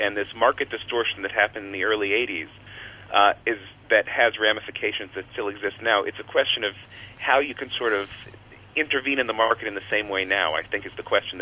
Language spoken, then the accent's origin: English; Washington, District of Columbia, United States; I grew up in Washington, D.C.